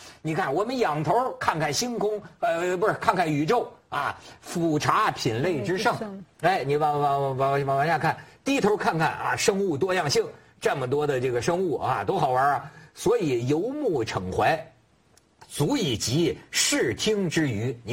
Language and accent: Chinese; China; 作为中国人不了解这个，我觉得挺可惜的